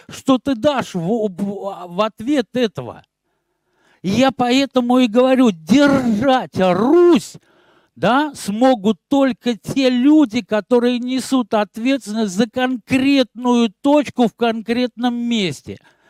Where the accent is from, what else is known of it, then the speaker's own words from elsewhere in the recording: Arzamas, Nizhny Novgorod Oblast, Russia; born there; я родился в Арзамасе